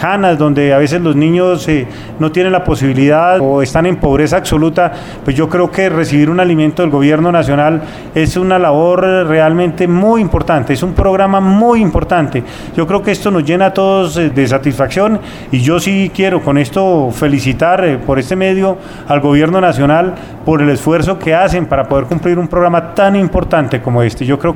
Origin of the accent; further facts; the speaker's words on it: Fómeque, Cundinamarca, Colombia; donde fui alcalde de mi pueblo, de mi municipio Fome, que fui diputado de Cundinamarca en dos oportunidades